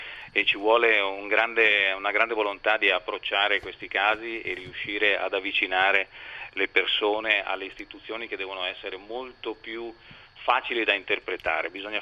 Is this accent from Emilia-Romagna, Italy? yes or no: no; Veneto, Italy; io sono veneto, vengo dal Veneto, è un paese, una parte d'Italia che ha subito moltissimo la crisi, il cambiamento e che sta reagendo